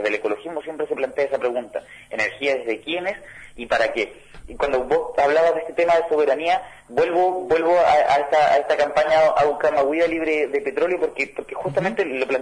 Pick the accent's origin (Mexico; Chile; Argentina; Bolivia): Chile; yo soy de Chile